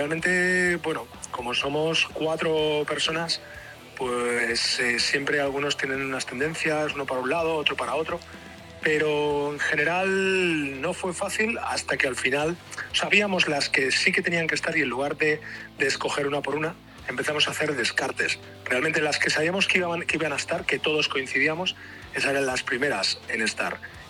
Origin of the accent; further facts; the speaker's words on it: Tarragona, Catalonia, Spain; Tanto batería como yo somos de Tarragona